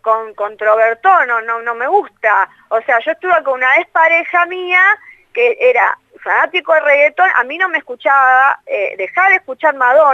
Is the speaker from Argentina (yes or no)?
yes; Argentina; O sea, si yo soy argentina, soy nacionalista aparte, entonces necesito hacer temas en castellano